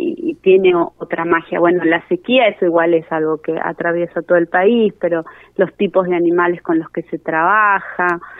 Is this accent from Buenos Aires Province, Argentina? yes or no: no; Santiago del Estero, Argentina; also born or lived in Buenos Aires; Uy, santiagueña. De venida en Porteña y ahora sureña.